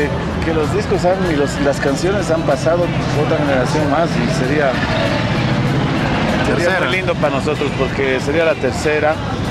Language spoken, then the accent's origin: Spanish; La Paz, Bolivia; esta es nuestra ciudad, ¿no? Nosotros somos de La Paz